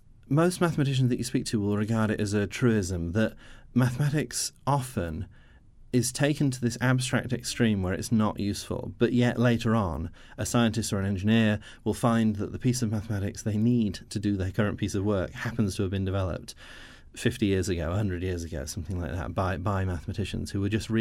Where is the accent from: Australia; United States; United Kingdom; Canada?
United Kingdom; Nottingham, East Midlands; I'm from Nottingham